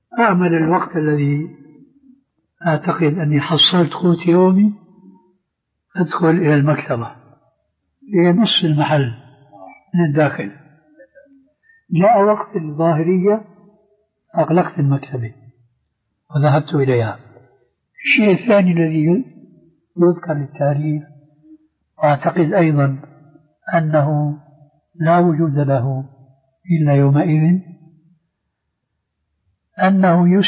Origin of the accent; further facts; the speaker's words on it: Syria; وبلطو سيرة أيضا يقولون عندنا في الشام